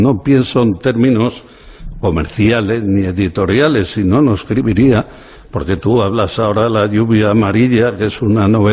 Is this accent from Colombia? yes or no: no; Spain; Yo vengo de la España pobre. Fue una familia humilde, normal, y vengo de pueblos perdidos de esta provincia.